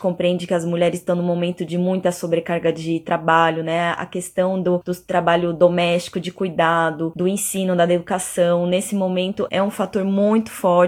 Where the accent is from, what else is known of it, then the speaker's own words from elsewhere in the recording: Brazil; now in Buenos Aires, Argentina; sou brasileira, já vivo alguns anos na Argentina, em Buenos Aires.